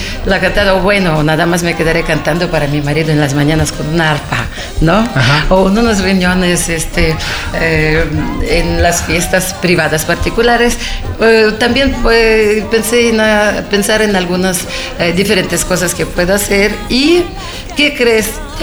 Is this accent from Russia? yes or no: yes; Saint Petersburg, Russia; Spanish is a second language; en Rusia, en mi tierra, en San Petersburgo